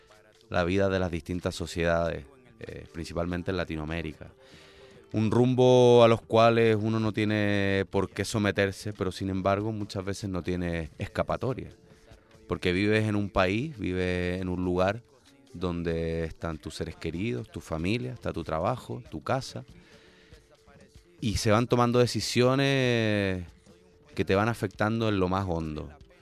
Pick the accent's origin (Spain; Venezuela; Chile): Chile; a nosotros como chilenos